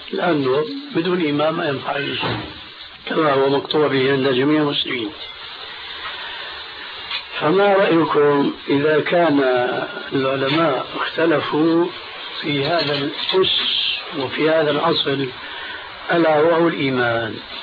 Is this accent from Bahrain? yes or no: no; Syria; كما يقولون عندنا في سوريا هات إيدك وامشي